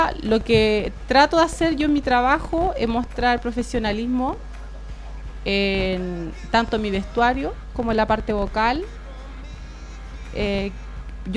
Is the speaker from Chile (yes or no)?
yes; Chile; para mí significa bastante representarla acá en Chile, en mi país, en eventos